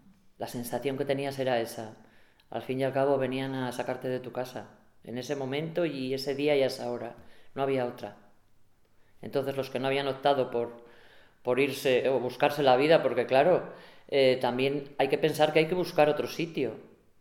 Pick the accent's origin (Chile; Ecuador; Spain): Spain; Begamián, Castile and León; born there; hace poco me fijo que me ponen que soy nacida en Boñar. Entonces, yo siempre seré nacida en Begamián. No tiene nada que ver.